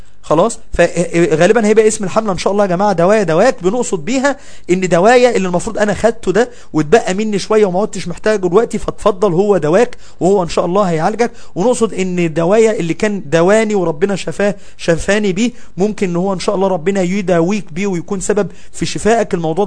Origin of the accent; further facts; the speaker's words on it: Mansoura, Dakahlia, Egypt; احنا في المنصورة لان احنا من المنصورة، انا كنت في المنصورة